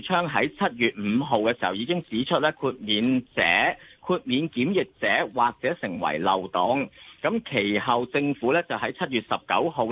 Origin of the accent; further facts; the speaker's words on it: Hong Kong; 我哋香港人预习定今日开始冇得堂食啊